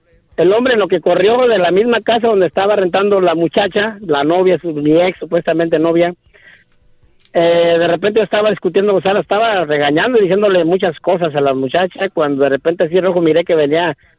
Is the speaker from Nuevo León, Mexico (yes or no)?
no; Michoacán, Mexico; Pues imagínese, soy de Michoacán, pregúntele a la verdad, ¿cómo somos?